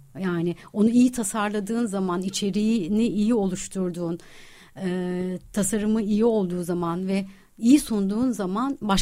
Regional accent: İzmir, Turkey; benim çocukluğum hep kütüphanede geçti. Ben yani ders çalışmak için hep kütüphaneye giden bir çocuktum İzmir'de.

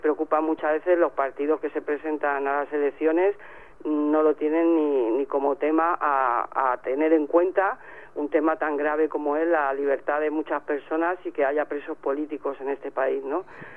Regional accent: Madrid, Community of Madrid, Spain; porque yo soy de Vallecas, y que somos muy resistentes

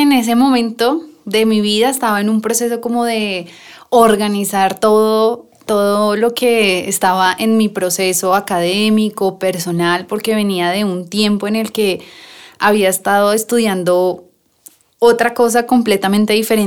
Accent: Bogotá, Colombia; Nosotros siempre hemos crecimos en Suba, digamos que ese fue nuestro contexto de crecimiento de la infancia

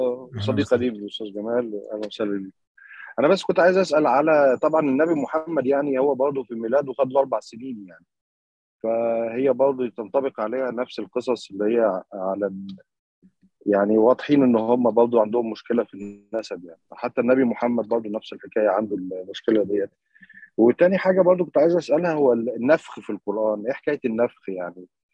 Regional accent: Egypt; زي ما بنقول عندنا في مصر مثلا

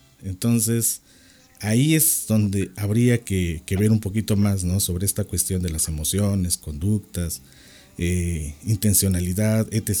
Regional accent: Mexico

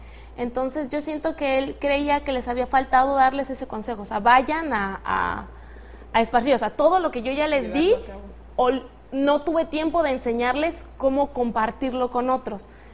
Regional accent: Sinaloa, Mexico; soy de Sinaloa

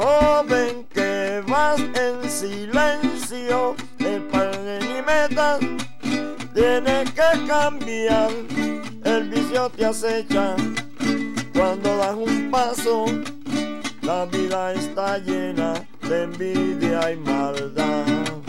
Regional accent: Apure, Venezuela; born there; El canto, bueno, sí lo he desarrollado porque nací en Apure. Y Apure es una tierra de cantores llaneros.

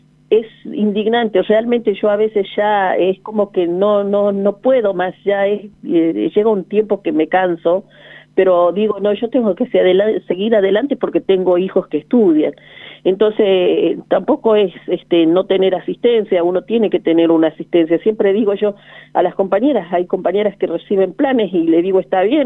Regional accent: Jujuy, Argentina; Yo me sumo porque soy jujeña. Y también soy de ese pueblo aborígenes, descendiente de los Toara

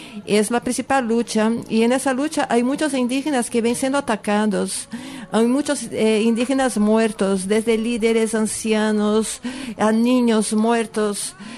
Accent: Brazil; sacar nuestra alma indígena como brasileños y como, bueno, seres internacionales

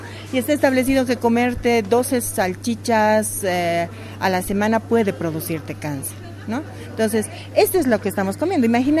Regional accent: Tarija, Bolivia; En Tarija, mi abuelo, yo soy de origen tarijeño, y criábamos, ¿no?, nuestras gallinas, nuestros chanchitos.

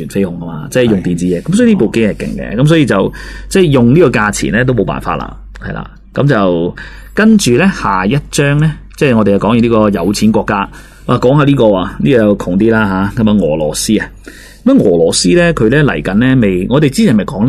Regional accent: China; 喂，但系呢单嘢咧就同我哋中国人有关系噶喎。

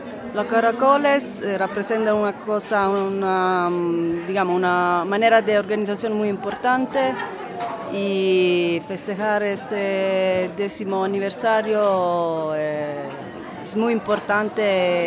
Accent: Italy; Spanish is a second language; vengo de Italia y primera vez en Chiapas.

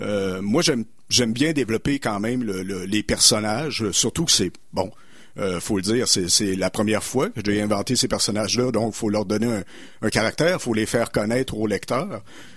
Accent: Sherbrooke, Quebec, Canada; also born or lived in Magog; Moi, je viens de Magog, j'ai été élevé à Sherbrooke, on pourrait dire Sherbrooke aussi

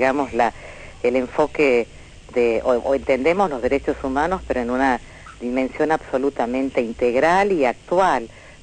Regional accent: Tucumán, Argentina; now in Formosa, Argentina; yo soy tucumana en realidad, estoy en Formosa desde hace 20 años

